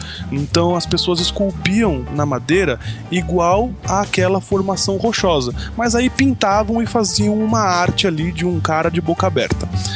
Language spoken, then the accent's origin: Portuguese; Brazil; vamos valorizar o que é nacional porque eu sou brasileiro.